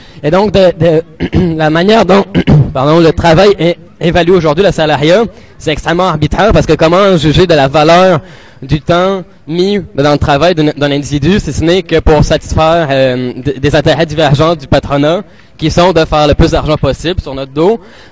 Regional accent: Montreal, Quebec, Canada; Bonjour, moi je viens de Montréal, je suis arrivé il y a quelques jours à peine.

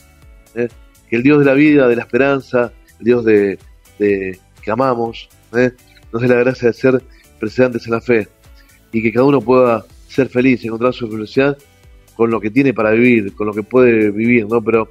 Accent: Argentina; que como argentinos podamos llegar a estar unidos

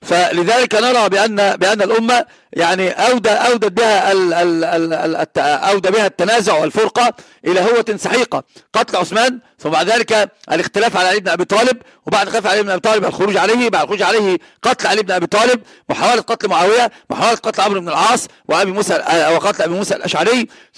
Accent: Egypt; عندنا في مصر العوام يقولون المركب الذي لها اثنان من ربان السفينة لا يمكن أن تسير، لابد أن تغرق.

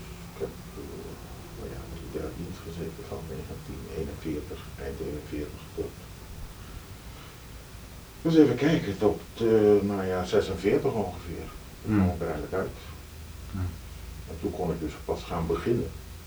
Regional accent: Indonesia; Het grootste deel van mijn jeugd ook in Indonesië doorgebracht.

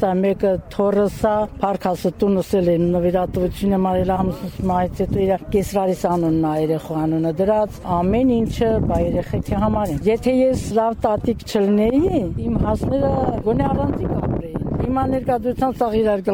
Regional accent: Tegh, Syunik, Armenia; որ եթե իմ մանկությունս եղել է տեղ գյուղի աղջիկ եմ եղել, Գորիս տեղ գյուղի։ Այս գյուղում շատ եմ անցկացրել մանկությունս

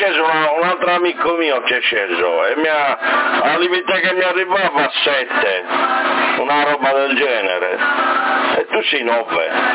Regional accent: Sassari, Sardinia, Italy; io sono di Sassari, proprio Sassari, città.

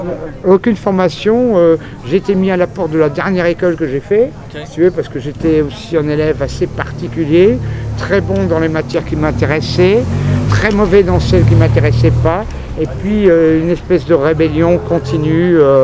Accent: Paris, Île-de-France, France; also born or lived in Belgium; Donc c'est vraiment, j'ai un parcours très atypique, si tu veux, quoi. Donc je suis d'origine parisienne, si tu veux, au départ

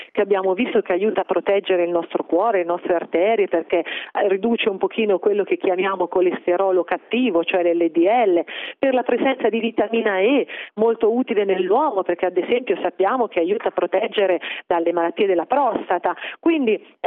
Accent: Umbria, Italy; Io da umbra preferisco la ricetta che ha proposto lo chef.

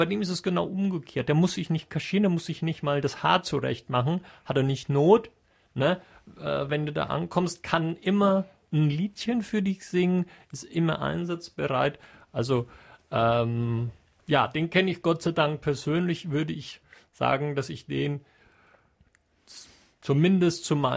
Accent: Bruneck, Trentino-Alto Adige, Italy; Ursprünglich aus Bruneck im schönen Südtirol.

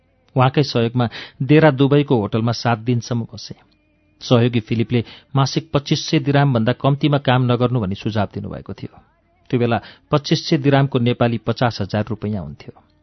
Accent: Putalibazar, Gandaki Province, Nepal; मध्यमवर्गीय परिवारमा जन्मेको मैले अभाव र गरिबी महसुस गर्नै परेन। पुतली बजार 4 रामकोष स्याङ्जाका उकाली ओह्रालीहरूमा हाँस्दै खेल्दै अनि रामकोष फुलबारी निमाविमा कक्षा 7 पढ्दै बाल्यकाल सुटुक्कै बित्यो।

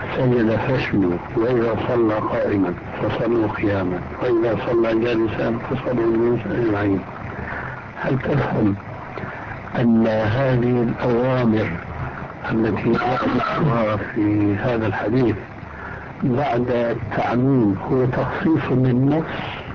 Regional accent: Syria; لذلك كما كنا عندنا بالشام

